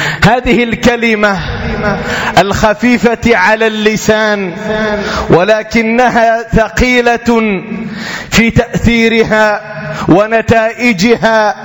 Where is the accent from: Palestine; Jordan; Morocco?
Morocco; وبالأخص هذا البلد العزيز بلدنا المغرب